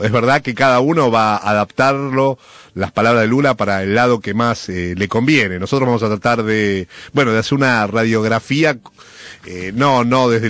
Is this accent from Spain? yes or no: no; Argentina; nosotros también como argentinos tenemos que hacer un aprendizaje, es de construir nuestra autoestima como país